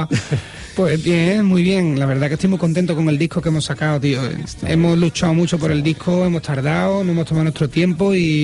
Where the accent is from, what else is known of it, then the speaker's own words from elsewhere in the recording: Seville, Andalusia, Spain; Sí, yo soy de La Macarena.